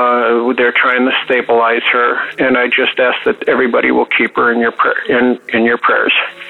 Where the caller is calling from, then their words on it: Cleveland, Ohio, United States; I'm calling from Cleveland, Ohio.